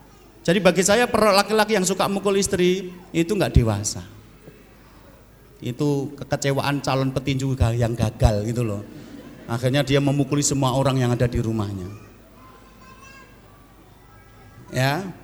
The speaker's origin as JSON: {"language": "Indonesian", "region": "Java", "country": "Indonesia", "said": "datangkan saya dari Jawa, tak terangkan"}